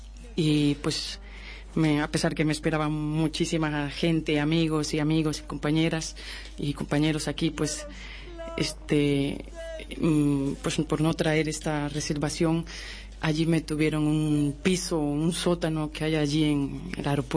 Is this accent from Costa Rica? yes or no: yes; Costa Rica; moved away; Pues yo siempre me he dedicado a la música desde que salí hace 13 años de Costa Rica, viajando, caminando pues por todo Latinoamérica, sur y centro y también México